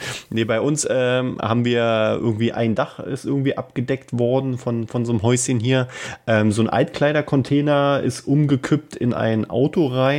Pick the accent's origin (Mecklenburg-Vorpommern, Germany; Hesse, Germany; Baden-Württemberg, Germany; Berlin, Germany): Berlin, Germany; Wir sind ja Berliner.